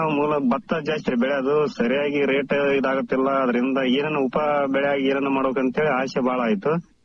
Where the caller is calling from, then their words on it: Turkatti Camp, Karnataka, India; ಸಿಂಧನೂರು ತಾಲೂಕು ಜವಳಗೇರ ಹೋಬಳಿ ತುರ್ಕಟ್ಟಿ ಕ್ಯಾಂಪ್ನಿಂದ sir. ನಾವು ಮೂಲತಃ ಇದು ರೈತರ ಸರ್, ನಮ್ಮ ಅಪ್ಪರು ಎಲ್ಲಾರು.